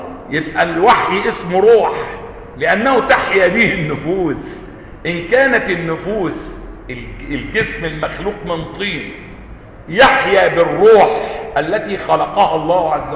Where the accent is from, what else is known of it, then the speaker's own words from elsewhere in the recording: Egypt; accent: Egyptian; الماء الآسن اللي هو بنقول عليه بلهجتنا المصرية ماء ايه؟ معطن.